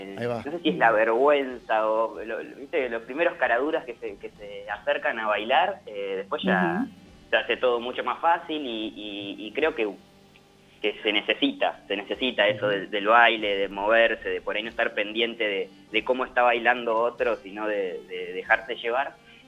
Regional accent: General Pico, La Pampa, Argentina; Y en Santa Rosa, que sí, somos de Pico.

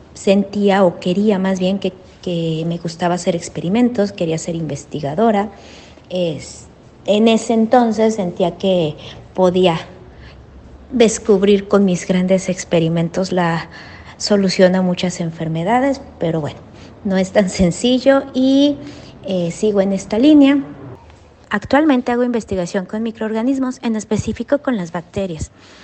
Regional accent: Mexico City, Mexico; tengo 44 años. Soy de la Ciudad de México

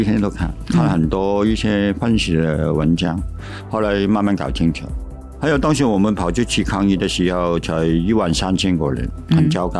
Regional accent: Hong Kong; 他们是中国人，你们是台湾人，我是香港人。

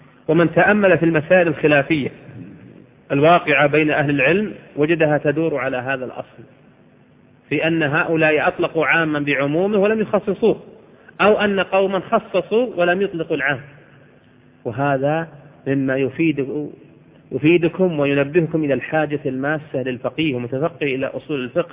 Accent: Al-Qassim, Saudi Arabia; يذكرون عن أحد العلماء عندنا في القصيم

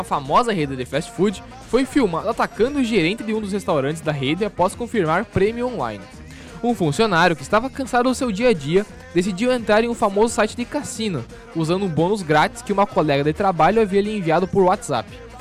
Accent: Erechim, Rio Grande do Sul, Brazil; born there; Eu sou da Nascinha, Erechim.

